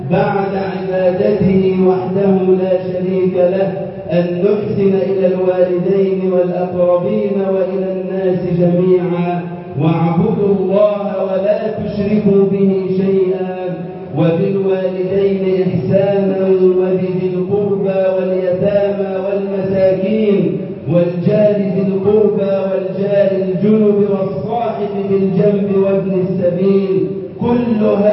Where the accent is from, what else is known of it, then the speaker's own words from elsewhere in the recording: Egypt; واجعل يا ربنا بلدنا مصر أمنا أمانا وسائر بلاد المسلمين